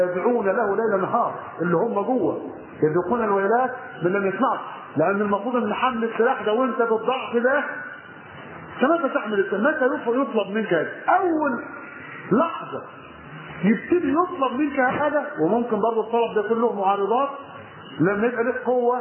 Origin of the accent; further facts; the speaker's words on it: Monufia Governorate, Egypt; فجاء توجه الى قريتنا على الرمل في المنوفيه والقى فيها المحاضره